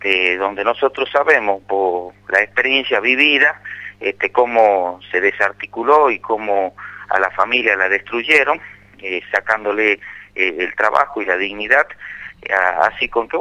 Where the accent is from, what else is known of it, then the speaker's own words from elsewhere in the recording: Tartagal, Salta, Argentina; Nosotros justamente en Tartagal, que estamos a 8 kilómetros de General Mosconi